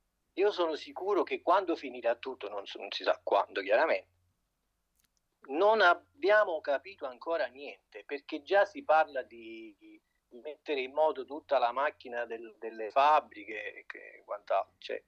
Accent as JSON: {"language": "Italian", "town": "Vallo della Lucania", "region": "Campania", "country": "Italy", "tie": "born there", "said": "Sì. Sono nato a Vallo della Lucania."}